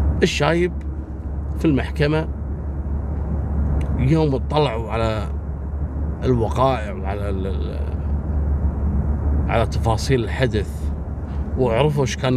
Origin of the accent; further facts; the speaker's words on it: Kuwait; سلاح البومبكشن هذا اللي احنا نسميه شوزن عندنا في الكويت